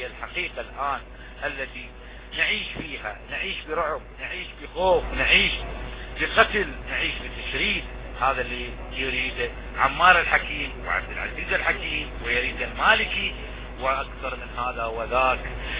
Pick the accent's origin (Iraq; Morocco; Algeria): Iraq; نحن كلنا عراقيين